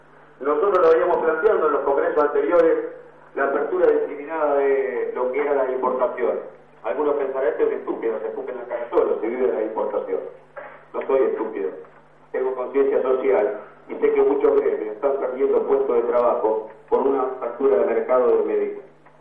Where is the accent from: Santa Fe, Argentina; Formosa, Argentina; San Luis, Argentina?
Santa Fe, Argentina; Rosario; nosotros venimos de Rosario y somos tristemente hoy por los índices